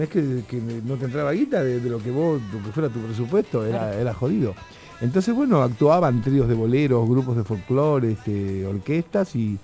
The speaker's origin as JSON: {"language": "Spanish", "town": "Rosario", "region": "Santa Fe", "country": "Argentina", "said": "Yo a los 10 años, en Rosario, de donde soy"}